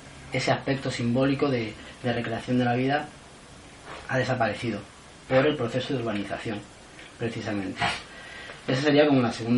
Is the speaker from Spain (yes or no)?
yes; Levante, Spain; Yo vengo del Levante y en muchas ciudades el centro histórico es mínimo